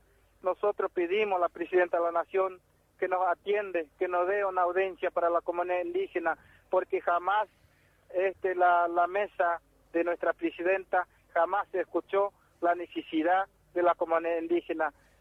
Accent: Argentina; Acá somos argentinos, somos indios, somos Toba, Iñacom, pero también somos ciudadanos de esta querida patria argentina.

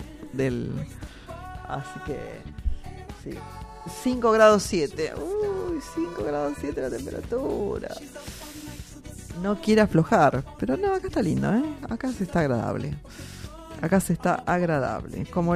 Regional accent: Avellaneda, Buenos Aires Province, Argentina; born there; Yo no nací en Quilmes, yo nací en Avellaneda, Hospital Fino Quieto.

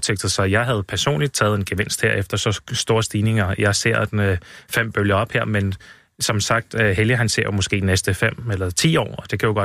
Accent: Norway; jeg er fra Norge

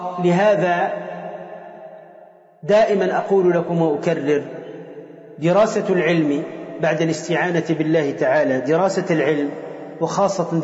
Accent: Tunisia; عندنا في تونس عندهم يعني كالنشيد ينشدونه فيما يسمى بالحضرة

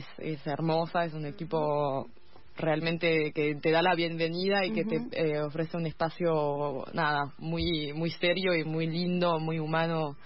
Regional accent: France; yo soy francesa

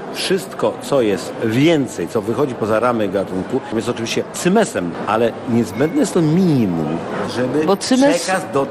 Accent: Legnica, Lower Silesian Voivodeship, Poland; Ja się wychowałem przy ich koszarach i ja mówię po prostu tylko prawdę.

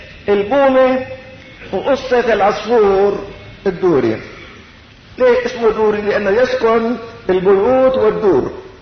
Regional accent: Syria; وعندنا بالشام كما في كليات

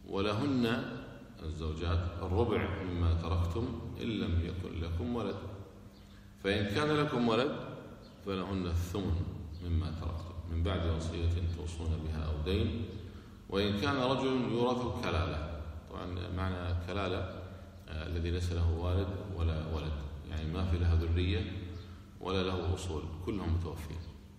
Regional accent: Kuwait; احنا عندنا في الكويت الحمد لله البلدية تشيل كل شيء الكفان

